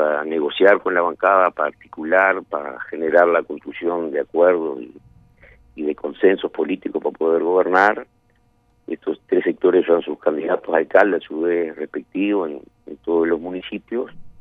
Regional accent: Uruguay; Somos los uruguayos, somos democráticos.

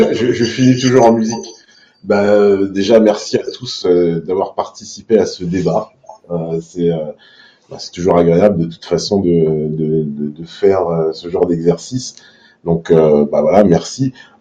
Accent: France; ce qui nous cimente, oui, c'est bien d'être français au fond

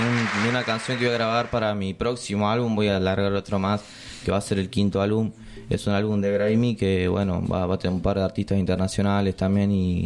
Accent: Merlo, San Luis, Argentina; also born or lived in Santa Rosa; No, nací acá en Merlo, pero bueno, toda mi familia es de allá, de Santa Rosa.

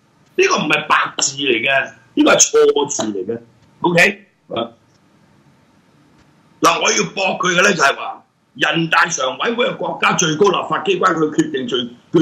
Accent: Hong Kong; 在我們香港人的理解，普通法的理解是 rule of law 嘛

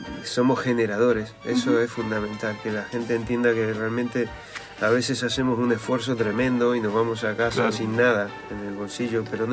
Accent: Buenos Aires, Argentina; born there; me preguntabas dónde yo había nacido, y nací en Villa Urquiza, lugar que amo profundamente.

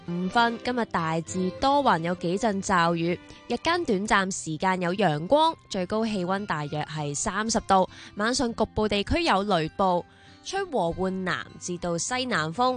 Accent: Hong Kong; 我哋香港人

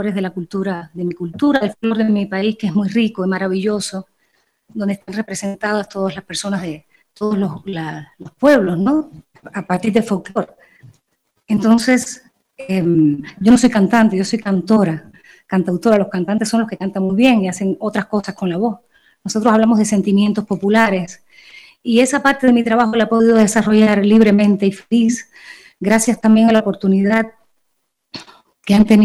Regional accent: Cuba; Y vengo a apoyar, por supuesto, el proceso maravilloso que ha ocurrido en Ecuador, como cubana, como artista, como cubana.

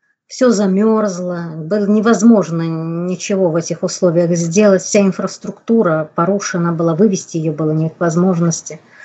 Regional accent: Samara, Samara Oblast, Russia; В горах у Лукоморья это современные Жигули, где, вот откуда я родом, из Самары, где я живу.

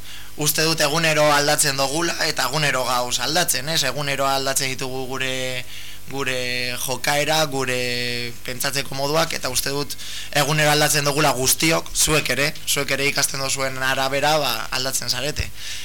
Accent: Bilbao, Basque Country, Spain; also born or lived in Cruces; bani jaio, bueno, kruzesen jaio nintzen, baina izatez Bilbokoa naiz. Osa, ike, Bilbon.

